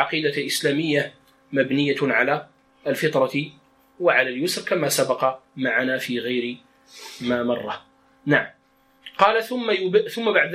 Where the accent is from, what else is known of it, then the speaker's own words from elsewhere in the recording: Morocco; accent: Moroccan Darija; قال وهو الخز بلغتنا يعني بدارجتنا. والإشارة في الدارجة المغربية